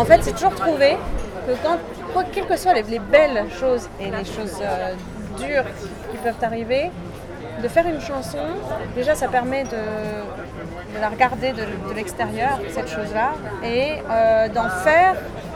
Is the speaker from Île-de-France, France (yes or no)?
yes; Paris, Île-de-France, France; Alors, je me permets de corriger, je suis vraiment originaire de Paris.